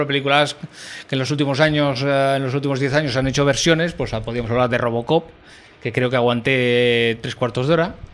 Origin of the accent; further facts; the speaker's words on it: Pallejà, Catalonia, Spain; Niño Jalenbeck iba a la librería Pina de mi pueblo, Palleja.